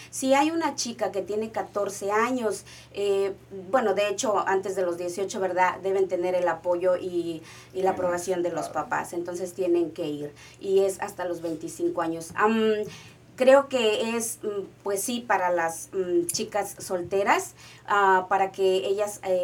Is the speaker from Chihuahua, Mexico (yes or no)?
no; Oaxaca, Mexico; O sea, yo soy de Oaxaca, pero hay muchas cosas que yo desconozco